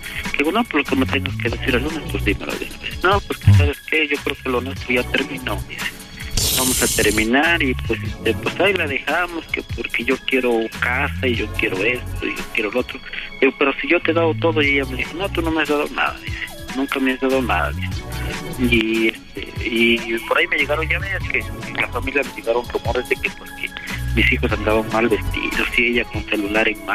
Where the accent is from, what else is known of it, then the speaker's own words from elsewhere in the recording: Puebla, Mexico; Yo soy poblano